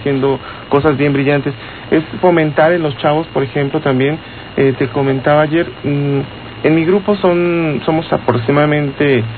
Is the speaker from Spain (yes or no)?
no; Mexico; estamos aquí, somos mexicanos